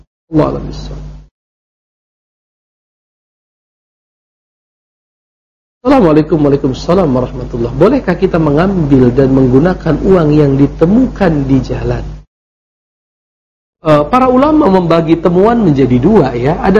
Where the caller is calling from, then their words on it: Bandung, West Java, Indonesia; Saya dari Bandung ingin bertanya